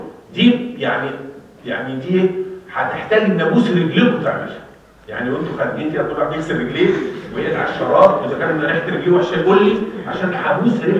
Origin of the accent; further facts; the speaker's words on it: Egypt; احنا مصريين نعمل ريكتال ليد